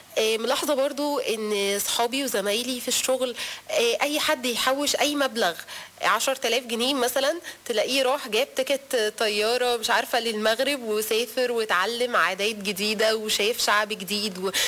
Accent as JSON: {"language": "Arabic", "country": "Egypt", "said": "شفت حاجات احنا عندنا في مصر الحمد لله احسن بكتير"}